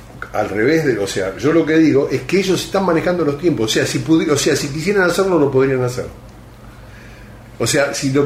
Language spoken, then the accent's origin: Spanish; Argentina; que ya tienen la semilla de que somos argentinos